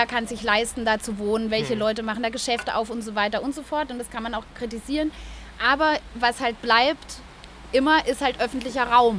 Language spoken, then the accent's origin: German; Southwest Germany, Germany; also ich komme aus dem Südwesten